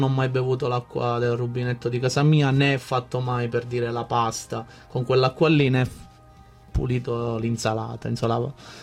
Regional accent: Sicily, Italy; now in Milan, Italy; Sono siciliano, no, si sente, si sente.

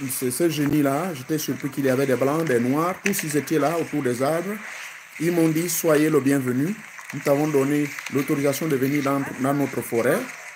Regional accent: Gabon; moi, je suis du Gabon.

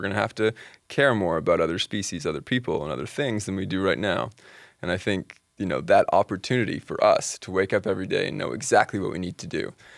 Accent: Canada; The general impression in Canada is that we're a good country environmentally.

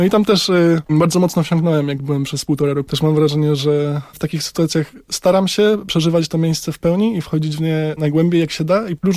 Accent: Lesser Poland, Poland; Nie, pochodzę z Sądecczyzny.

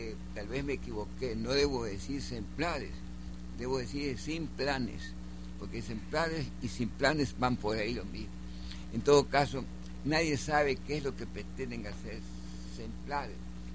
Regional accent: Guayaquil, Guayas, Ecuador; Entonces, no, nosotros somos guayaquileños.

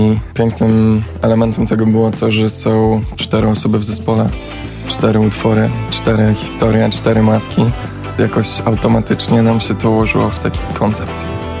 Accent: Warsaw, Masovian Voivodeship, Poland; born there; Ja się urodziłem w Warszawie, ale nie mieszkałem tutaj przez większość życia

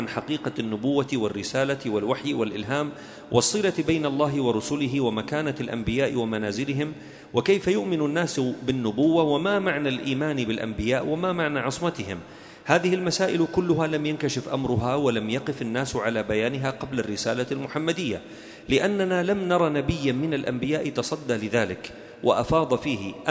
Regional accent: Da'el, Daraa Governorate, Syria; نحن قريتنا في درعا اسمها داعل، أصلها دائيل، يعني بيت الآلهة

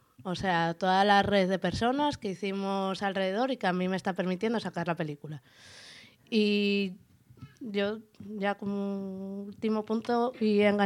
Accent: Arriondas, Asturias, Spain; yo soy de Les Arriondes. Es verdad que tengo vinculación con Xixón porque toda la familia de mi padre y de aquí

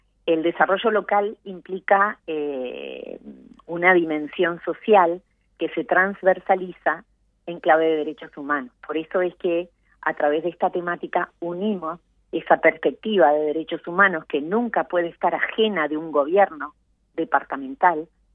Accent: Uruguay; que tenemos como uruguayos, como ciudadanos, no importa en el lugar que estemos

